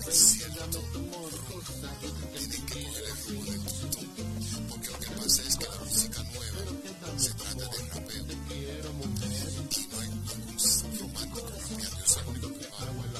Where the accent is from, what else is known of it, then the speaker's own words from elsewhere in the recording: United States; que yo me crié en los Estados Unidos